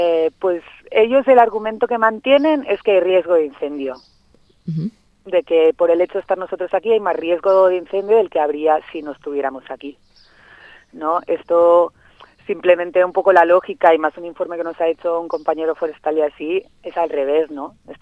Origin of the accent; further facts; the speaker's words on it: Catalonia, Spain; now in Huesca, Spain; Somos catalanas las que estamos ahora y pues bueno, en Cataluña se nos agotó un poco la búsqueda